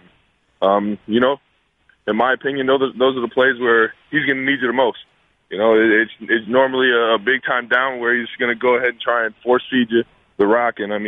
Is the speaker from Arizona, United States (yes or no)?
no; Cleveland, Ohio, United States